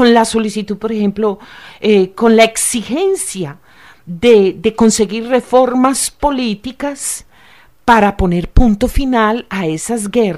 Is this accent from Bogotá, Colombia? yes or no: no; Antioquia, Colombia; yo soy antioqueña